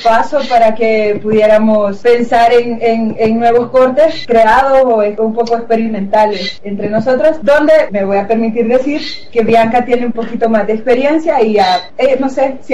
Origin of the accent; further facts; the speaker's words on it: El Salvador; Pues somos de El Salvador.